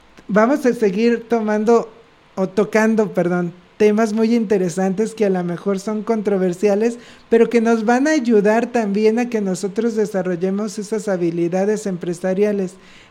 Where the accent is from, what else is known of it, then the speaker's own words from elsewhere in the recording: Mexico; nosotros como mexicanos tenemos un gran, digamos, una gran riqueza cultural